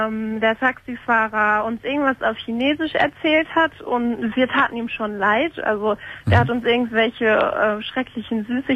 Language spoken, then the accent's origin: German; Lippstadt, North Rhine-Westphalia, Germany; now in Cologne, Germany; Aber gebürtig komme ich aus Lippstadt